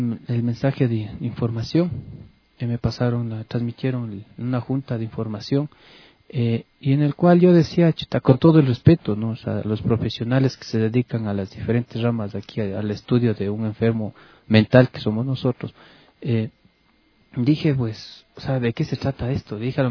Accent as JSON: {"language": "Spanish", "country": "Ecuador", "said": "Yo no soy de aquí de Quito, soy de provincia, y vine acá a estudiar aquí en Quito"}